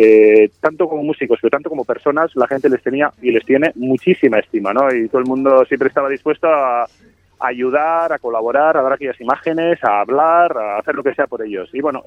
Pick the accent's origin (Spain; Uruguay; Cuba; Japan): Spain; Arrasate, Basque Country; yo los conocí como chaval de Mondra, que soy de Arrasate